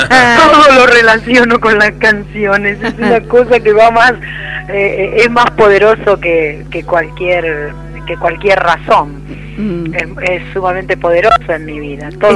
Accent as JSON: {"language": "Spanish", "region": "Mendoza", "country": "Argentina", "tie": "born or raised there", "also_born_or_lived": "Quilmes"}